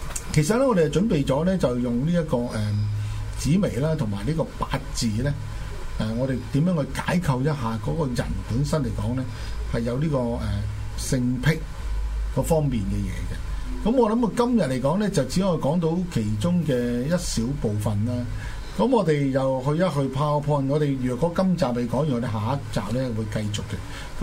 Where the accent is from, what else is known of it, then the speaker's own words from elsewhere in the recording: Guangdong, China; 就引申嚟講，我哋廣東人就係講一句説話咧，包山仔就係咁樣嚟啊